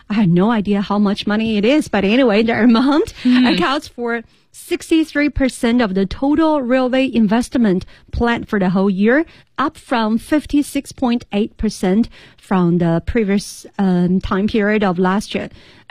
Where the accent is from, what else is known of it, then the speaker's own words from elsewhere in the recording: Chengdu, Sichuan, China; I mentioned from Chengdu, my hometown, to Beijing.